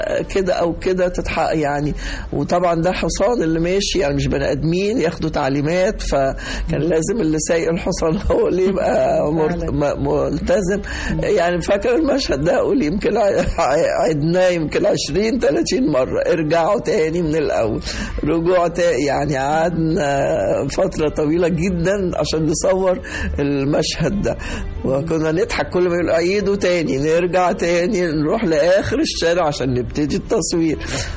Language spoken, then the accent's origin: Arabic; Egypt; يعني هيفضل ده علامة مميزة في السينما عندنا في مصر